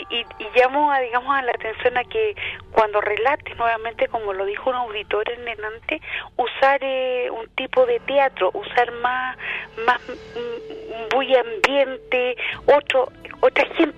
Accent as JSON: {"language": "Spanish", "town": "Viña del Mar", "region": "Valparaíso", "country": "Chile", "said": "te voy a poner que soy de Viña para que sepas que soy yo"}